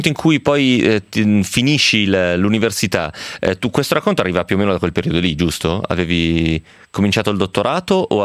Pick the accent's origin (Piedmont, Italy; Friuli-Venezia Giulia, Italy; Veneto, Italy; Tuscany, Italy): Piedmont, Italy; Romentino; a Romentino di fianco a casa mia, immagino che si trovi una roba, perché era tipo un insediamento gallico, che io sappia, al mio paese.